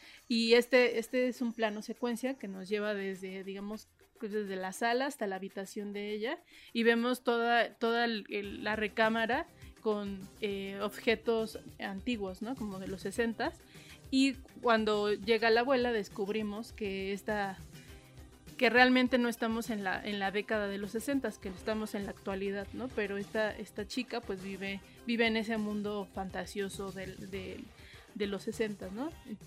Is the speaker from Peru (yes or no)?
no; Mexico City, Mexico; para los chilangos a lo mejor no nos parecerá tan violenta esta ciudad, pero sí lo es